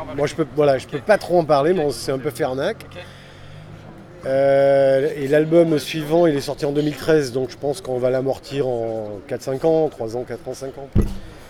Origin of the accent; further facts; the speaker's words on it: Nice, Provence-Alpes-Côte d'Azur, France; Mais en fait, je suis monté de Nice, comme je faisais beaucoup de musique, avec des groupes niçois, et je montais tout le temps à Paris